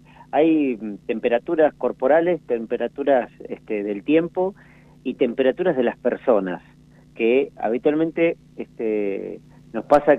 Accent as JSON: {"language": "Spanish", "region": "La Pampa", "country": "Argentina", "said": "la situación social que estamos viviendo como pampeanos, como pampeanas, como argentinos"}